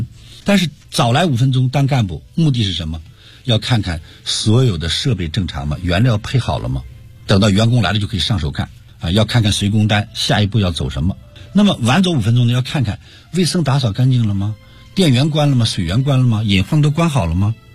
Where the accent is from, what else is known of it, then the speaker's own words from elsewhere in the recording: Cangzhou, Hebei, China; born there; 那我出生在中国河北的沧州，当过兵啊，又是军人。